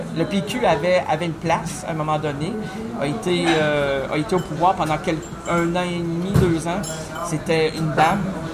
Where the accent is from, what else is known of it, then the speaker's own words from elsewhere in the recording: Quebec, Canada; Nous sommes des Québécois à cause de René Lévesque. Avant ça, on disait des Canadiens français d'Amérique du Nord, donc c'était long.